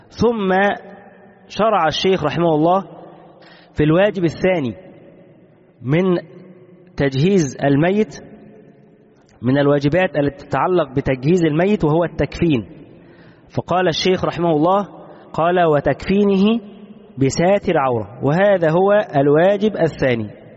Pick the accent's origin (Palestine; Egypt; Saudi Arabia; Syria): Egypt; كما هو الشائع عندنا في مصر